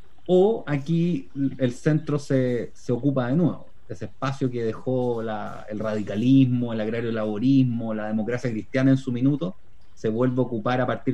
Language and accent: Spanish; Chile; creo que las peculiaridades de la discusión chilena y cómo nos hemos desarraigado